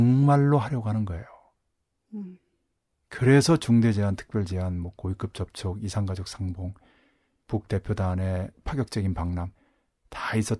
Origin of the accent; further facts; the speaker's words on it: South Korea; 남은 태어나서 자라온 곳이고 알게 모르게 접한 곳이기 때문에 너무나 잘 알고